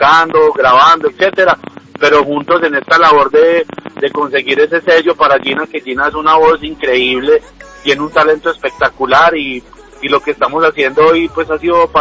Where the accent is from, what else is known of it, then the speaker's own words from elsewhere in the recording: United States; yo nací en Estados Unidos y crecí allá cierta parte de mi vida